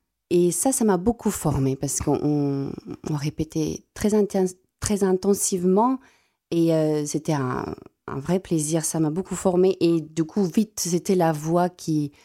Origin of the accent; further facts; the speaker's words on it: South Africa; first language Afrikaans; French is a second language; j'affectionne beaucoup ma langue maternelle, donc qui est l'afrikaans.